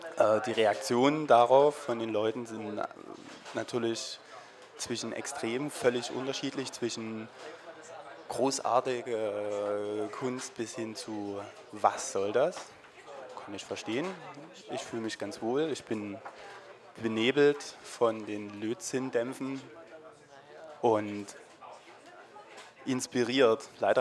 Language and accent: German; Dresden, Saxony, Germany; Ich besuche meine Heimatstadt. Meine Familie ist hier. Mein Bruder, meine Eltern.